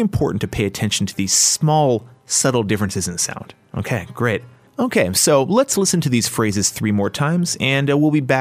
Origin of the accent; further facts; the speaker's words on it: United States; Being an American myself, it feels...overly polite when we look